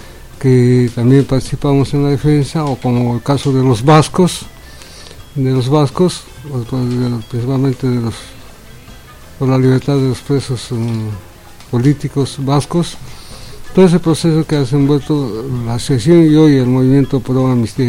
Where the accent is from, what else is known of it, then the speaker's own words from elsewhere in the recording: Peru; also born or lived in Bolivia; now in Argentina; Yo el 2009, o sea, llegué después, aunque estuve fuera del Perú prácticamente 10 años antes, en Bolivia.